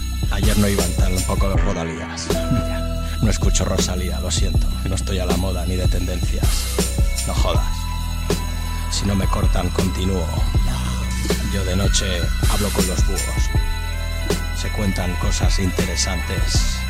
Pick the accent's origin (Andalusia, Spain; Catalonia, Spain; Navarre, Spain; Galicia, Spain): Catalonia, Spain; L'Hospitalet de Llobregat; Yo vengo de Hospitalet.